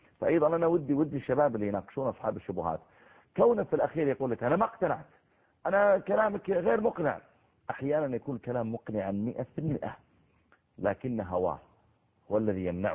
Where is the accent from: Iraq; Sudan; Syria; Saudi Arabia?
Saudi Arabia; هو المهر اللي موجود عندنا في السعودية